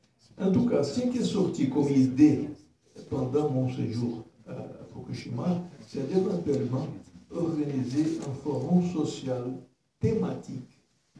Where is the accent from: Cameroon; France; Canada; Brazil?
Brazil; French is a second language; Moi, je suis brésilien